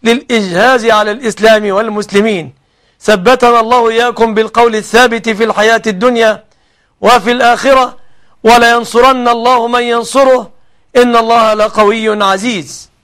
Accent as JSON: {"language": "Arabic", "country": "Egypt", "said": "أسأل الله أن يحفظ بلادنا مصر آمنة مطمئنة من كل مكروه ومن كل سوء"}